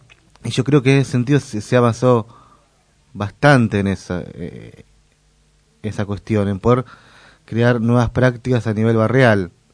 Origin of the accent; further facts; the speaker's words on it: Merlo, Buenos Aires Province, Argentina; que yo soy de Merlo, que por ejemplo Merlo está muy muy arraigada